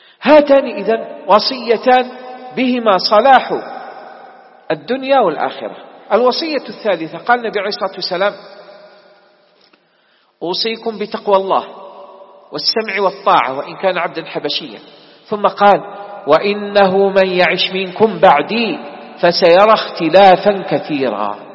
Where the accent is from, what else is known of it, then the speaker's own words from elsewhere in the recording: Algeria; انتبهوا يا إخوان، بلدنا الجزائر مستهدفة